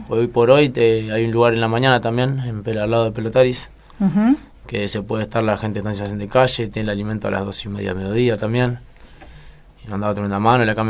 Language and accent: Spanish; Las Piedras, Canelones, Uruguay; born there; Yo nací en Las Piedras, Canelones.